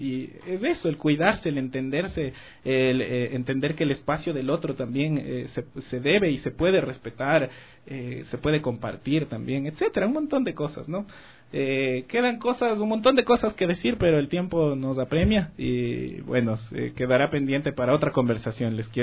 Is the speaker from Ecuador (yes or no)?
yes; Ecuador; Me decían que, claro, que, ¿cómo te sientes como ecuatoriano? ¿Qué es? Y lo que medio descubrí viajando era que todo ecuatoriano come plátano.